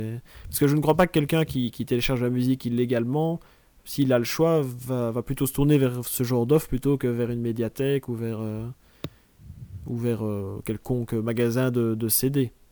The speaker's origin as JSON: {"language": "French", "town": "Liège", "region": "Wallonia", "country": "Belgium", "accent": "Liège", "said": "Oui, j'ai l'accent de Liège."}